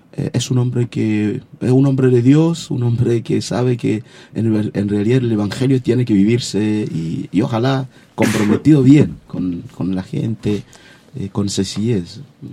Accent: eastern Congo, DR Congo; moved away; la parte este del Congo, la parte de donde vengo, la región nuestra, la parte de guerra y todo lo demás, de refugiado.

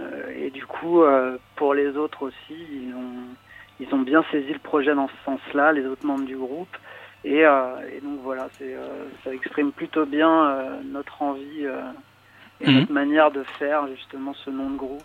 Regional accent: Paris, Île-de-France, France; Et on est de Paris.

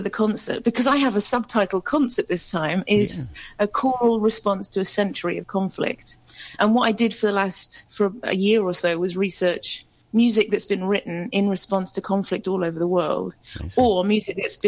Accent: Coventry, West Midlands, United Kingdom; and I'm from Coventry.

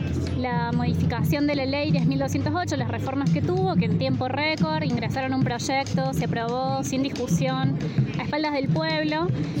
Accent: Luyaba, Córdoba, Argentina; porque por ejemplo yo soy de Luyaba

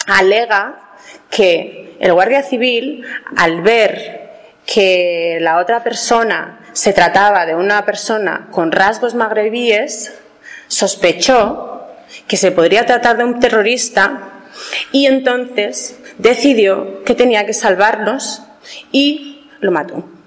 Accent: Basque Country, Spain; yo soy vasca y soy de Euskal Herria

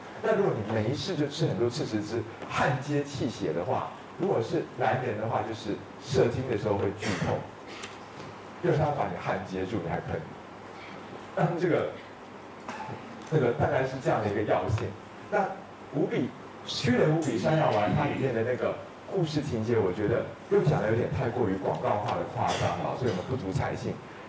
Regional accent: Taiwan; 就我们台湾人胃跟大陆人胃还是有差。

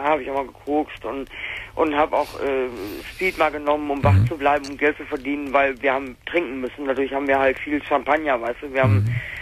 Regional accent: North Rhine-Westphalia, Germany; now in Hesse, Germany; Bei uns im Ruhrgebiet, ich bin jetzt in Hessen hier, bei uns im Rheinland, die Preise sind im Arsch.

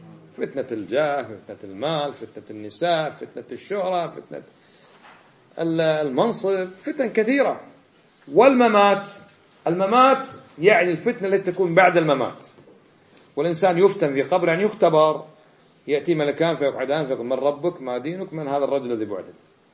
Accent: Kuwait; من الكويت، وطالب في جامعة الإمام في القصيم

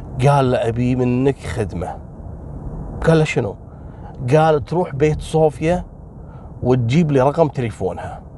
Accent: Kuwait; والوضع عندنا بالكويت وين تشوف بنته تقعد وياها ب97 يعني،

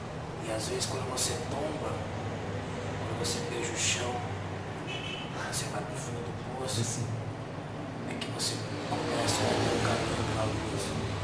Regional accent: Bahia, Brazil; Sou da Mata Escura.

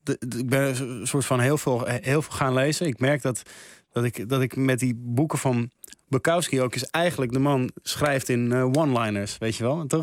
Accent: Amsterdam, North Holland, Netherlands; Ja, ik ben een beetje opgegroeid in het Schuim in Amsterdam.

